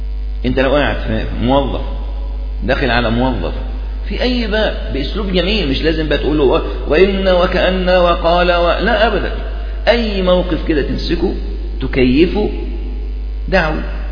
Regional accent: Upper Egypt, Egypt; طبعا عندنا في الصعيد جماعة جامدين

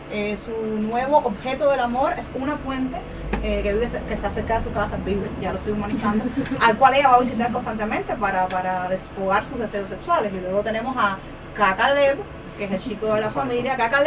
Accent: Cuba; de Cuba. Los zoológicos son lugares deprimentes, yo creo que en todos los lugares del mundo, pero en mi país son especialmente deprimentes

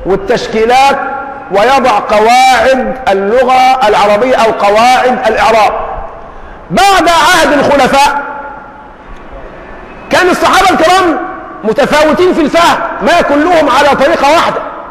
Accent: Egypt; ما احنا اليوم عندنا في مصر عندنا كلمات من العامية تورثناها

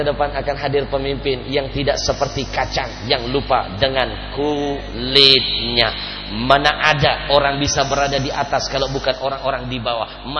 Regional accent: Palembang, South Sumatra, Indonesia; Dulu di kampung saya di Palembang

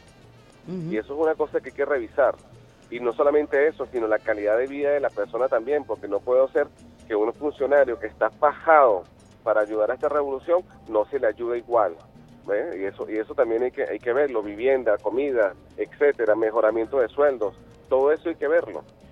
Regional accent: Venezuela; Entonces, no es que nosotros como venezolanos, revolucionarios, no creamos en las acciones

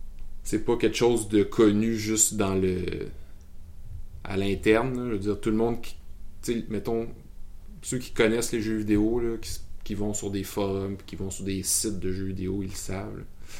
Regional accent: Quebec, Canada; accent: Quebec; Ben déjà, il y a pas assez de monde au Québec, là. Puis notre accent s'exporte pas très bien.

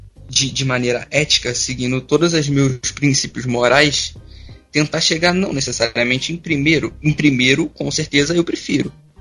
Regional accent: Rio de Janeiro, Brazil; now in Nilópolis, Brazil; Eu sou do Rio de Janeiro. Eu nasci na cidade do Rio de Janeiro, mas hoje eu moro em Nilópolis.

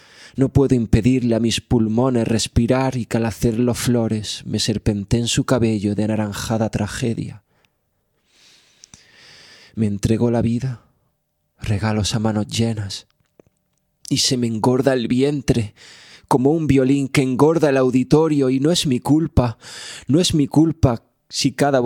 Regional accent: Motril, Andalusia, Spain; Yo los veranos lo paso en Motril, que es donde yo nací y crecí.

